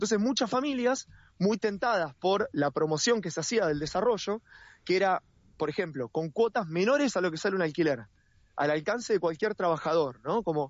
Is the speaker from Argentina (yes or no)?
yes; Longchamps, Buenos Aires Province, Argentina; yo soy de Longchamps